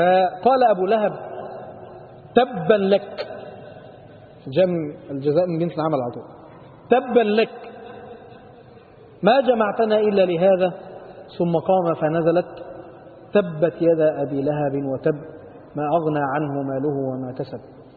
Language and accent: Arabic; Upper Egypt, Egypt; زي الفرع عندنا في الصعيد كده لما بيبتدي ما بينتهيش بقى